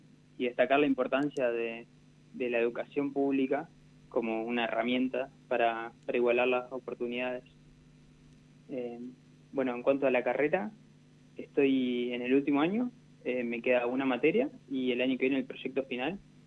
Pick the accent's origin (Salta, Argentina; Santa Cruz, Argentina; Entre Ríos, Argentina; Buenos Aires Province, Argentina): Entre Ríos, Argentina; Gualeguaychú; now in Rosario, Argentina; Yo vengo de Gualeguaychú, Entre Ríos. Somos 6 hermanos y fuimos yendo de a uno a Rosario a estudiar en la universidad pública.